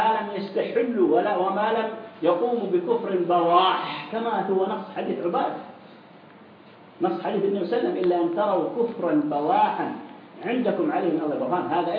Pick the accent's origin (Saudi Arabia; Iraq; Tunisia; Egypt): Saudi Arabia; والإخوان المسلمين الخونة عندنا في السعودية يذهبون إلى هذه الدول